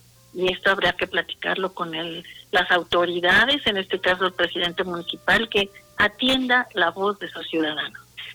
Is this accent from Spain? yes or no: no; Mexico; la tierra mestiza que somos todos los mexicanos